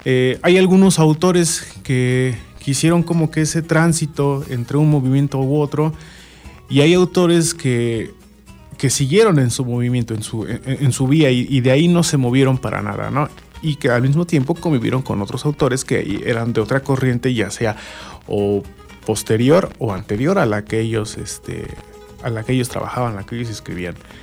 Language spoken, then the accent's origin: Spanish; Mexico; en cada uno de nosotros como mexicanos, ¿no?